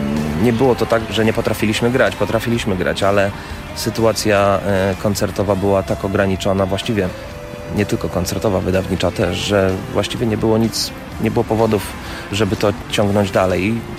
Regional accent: Warsaw, Masovian Voivodeship, Poland; moved away as an adult; now in United States; To było już po wieloletnim graniu tutaj w okolicach Warszawy, bo ja z Warszawy pochodzę.

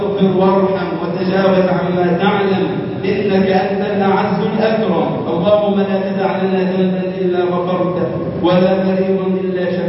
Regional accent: Egypt; اللهم اجعل بلدنا مصر أمنا أمانا

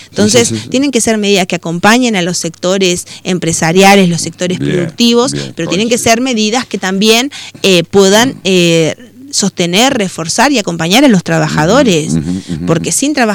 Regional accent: Concordia, Entre Ríos, Argentina; Somos todos argentinos, concordienses.

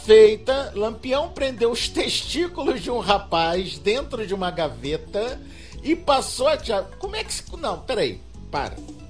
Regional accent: Maranhão, Brazil; Mas eu sou maranhense

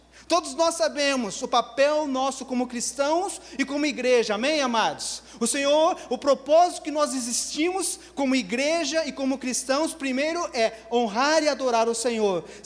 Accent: Telêmaco Borba, Paraná, Brazil; moved away; Uma pessoa como eu, que saiu lá de Telêmaco Borba, no Paraná

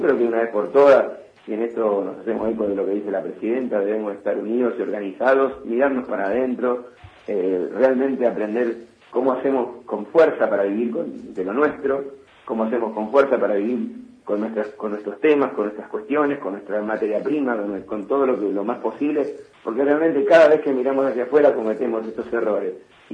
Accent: Argentina; vos viste cómo somos los argentinos.

